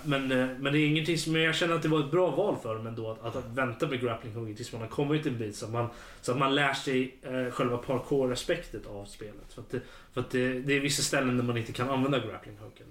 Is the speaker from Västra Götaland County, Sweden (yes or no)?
no; Örebro, Örebro County, Sweden; Jag är örebroare fortfarande. Närking.